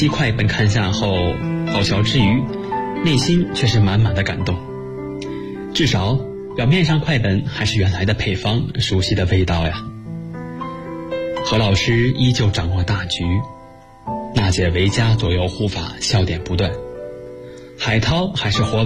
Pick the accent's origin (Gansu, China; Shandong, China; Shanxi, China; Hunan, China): Hunan, China; Yiyang; now in Nanjing, China; 来自湖南益阳，我现在在南京大学，距离我的家乡998千米